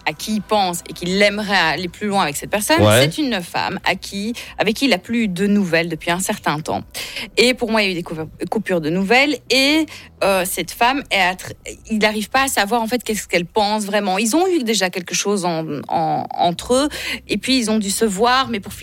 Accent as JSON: {"language": "French", "country": "Italy", "said": "Moi, je suis italienne."}